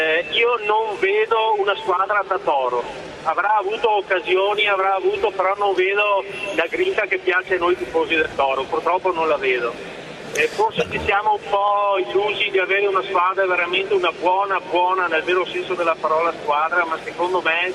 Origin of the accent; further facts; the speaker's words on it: Treviso, Veneto, Italy; io sono un trevigiano della provincia di Treviso